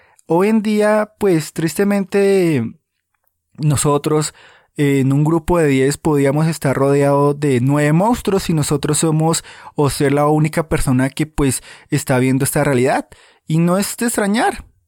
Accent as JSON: {"language": "Spanish", "country": "Colombia", "said": "En tu país ocurrirá, en mi país Colombia ocurre"}